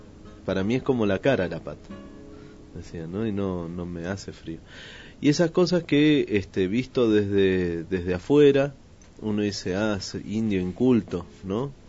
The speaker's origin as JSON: {"language": "Spanish", "country": "Argentina", "said": "Yo no soy gringo. Soy argentino, de acá, al ladito nomás."}